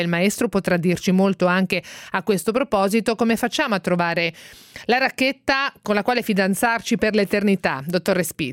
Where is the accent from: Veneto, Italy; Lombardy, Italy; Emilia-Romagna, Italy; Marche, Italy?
Marche, Italy; No, io sono marchigiana, infatti